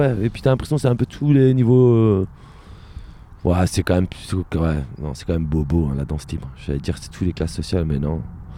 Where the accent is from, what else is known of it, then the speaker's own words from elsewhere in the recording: Reims, Grand Est, France; Moi je viens de Reims.